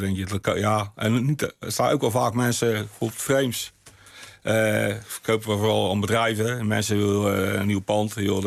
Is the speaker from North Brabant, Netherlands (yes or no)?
no; Westland, South Holland, Netherlands; Ja, wij komen uit het Westland, de Kassenbouw, dat was ik altijd.